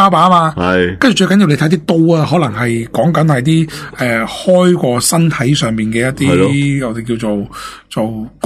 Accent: China; 其实我哋中国人咧都有呢个外科手术嘅

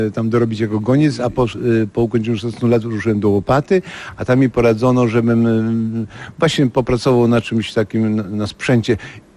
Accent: Ostrów Mazowiecka, Masovian Voivodeship, Poland; born there

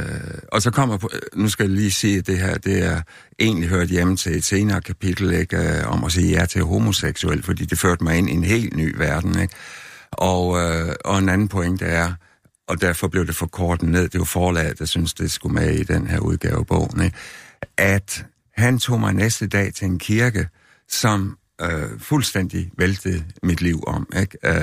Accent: West Jutland, Denmark; Jeg kommer ung vestjyde fra Landerlige

